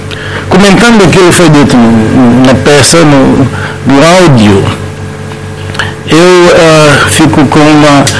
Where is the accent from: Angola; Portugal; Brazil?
Angola; Porque não há cultura de poupança em Angola, isso não faz parte da nossa cultura enquanto angolano.